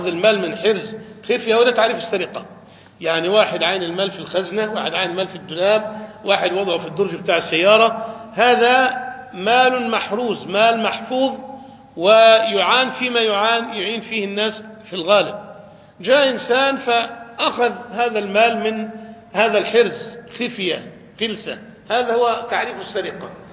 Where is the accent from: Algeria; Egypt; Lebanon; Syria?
Egypt; أنا أذكر واقعة حدثت وأنا كنت شاهد فيها في عندنا في مصر، يعني تقريبا منذ 20 عام